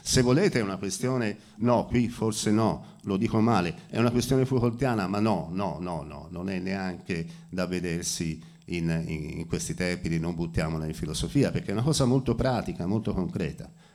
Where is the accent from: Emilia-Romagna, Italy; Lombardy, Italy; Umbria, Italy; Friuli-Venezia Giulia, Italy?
Friuli-Venezia Giulia, Italy; io in realtà sono friulano